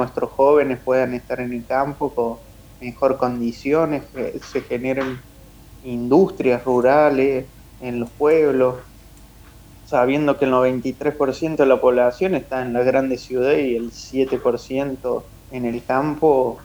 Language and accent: Spanish; Córdoba, Argentina; yo soy cordobés y he militado mucho en Córdoba y las provincias cercanas, pero hoy me encuentro ya viviendo en la zona del sur de la provincia de Buenos Aires, bajando Bahía Blanca